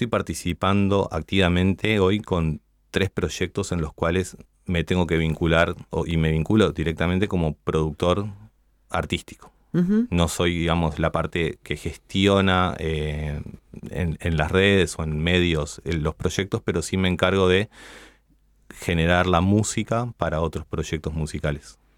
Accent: Ciudad de la Costa, Canelones, Uruguay; Yo soy de Sangrilá, de Ciudad de la Costa

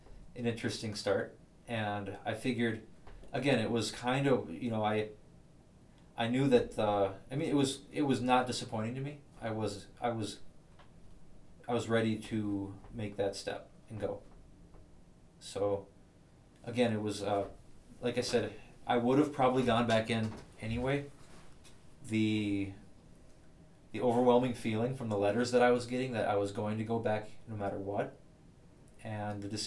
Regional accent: Sabin, Minnesota, United States; also born or lived in Fargo / Georgetown; Okay, I was born in Sabin, or I was born in Fargo. I lived in, grew up in Sabin, and for the final 2 years or so of high school, I lived with my dad in Georgetown

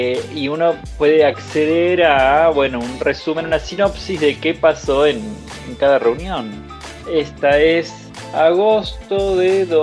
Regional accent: Argentina; Y quiero decir que me pone optimista como argentino esto

